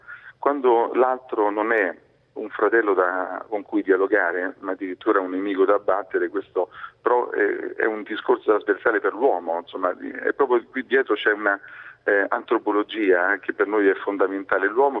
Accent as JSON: {"language": "Italian", "town": "Rome", "region": "Lazio", "country": "Italy", "moved": "yes", "lives_now": "Genoa, Italy", "said": "io sono di Roma, adesso sono da poco tempo qui a Genova"}